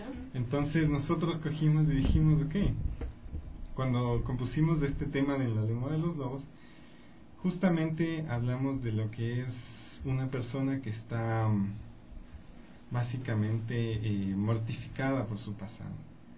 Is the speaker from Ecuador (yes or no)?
yes; Ecuador; lo que nosotros como ecuatorianos, lo que más nos representa.